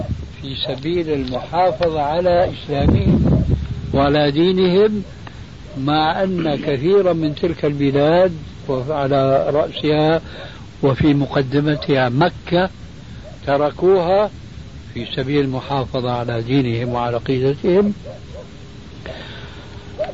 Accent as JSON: {"language": "Arabic", "country": "Syria", "said": "عندنا في سوريا تعلمون جميعا أنها كانت بلاد الرومان"}